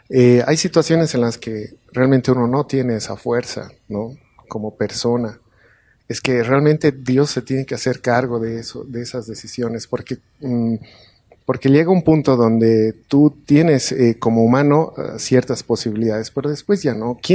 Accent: Cochabamba, Bolivia; de Cochabamba, no voy a poder mañana estar

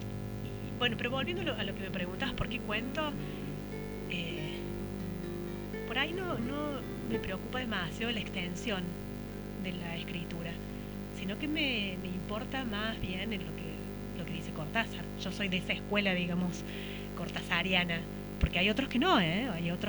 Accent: Villa Allende, Córdoba, Argentina; Yo soy de Villa Allende

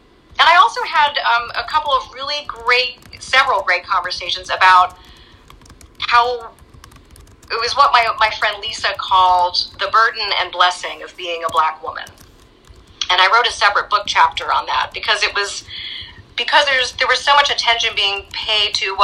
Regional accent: New York, United States; You know, I'm originally from New York, not the city, I'm from upstate New York, about 2 hours north of the city. And so I still keep learning about the South. I am not from here. I've been here 27 years

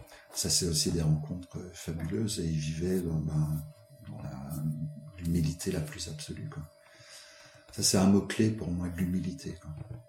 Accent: Nancy, Grand Est, France; born there; Alors moi, je ne suis pas né dans les Vosges, je suis né à Nancy.

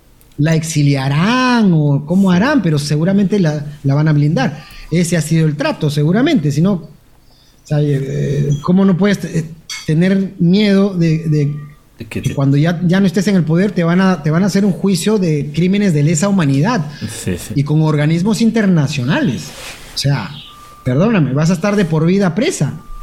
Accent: Peru; somos un el Perú, somos los peruanos, somos recios, somos duros

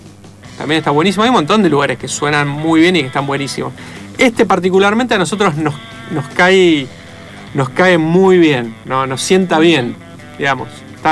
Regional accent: Avellaneda, Buenos Aires Province, Argentina; Y nosotros somos de Avellaneda, además. Nos queda relativamente cerca.

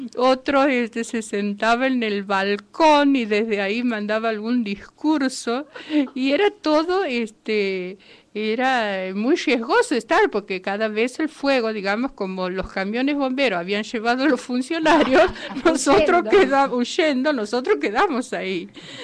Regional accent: Santiago del Estero, Argentina; soy de Santiago del Estero, estuve el 16 de diciembre, estaba en Santiago, ahora casualmente estoy aquí

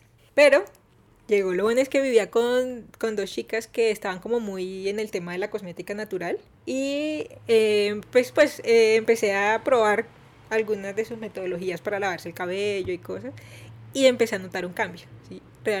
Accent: Barranquilla, Atlántico, Colombia; soy de Barranquilla.

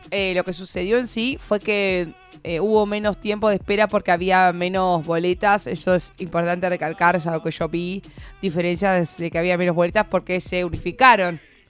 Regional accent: Buenos Aires, Argentina; yo soy, no soy de La Plata, yo soy de Capital Federal, ¿no?

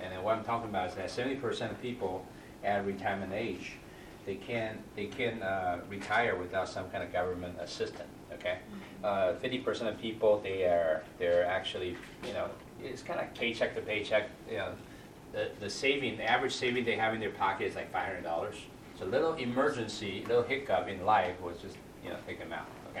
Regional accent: California, United States; Like, I'm from California, okay, Northern California.

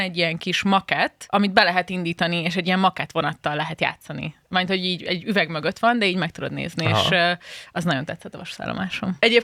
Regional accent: Szeged, Csongrád-Csanád, Hungary; born there; Na, hát szülővárosom, úgyhogy csodálatos lesz.

